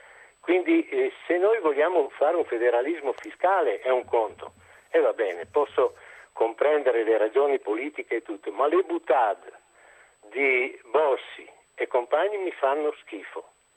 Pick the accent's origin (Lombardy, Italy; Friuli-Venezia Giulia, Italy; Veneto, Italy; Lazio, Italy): Veneto, Italy; Verona; Io sono di Verona, liceo classico, tanti anni fa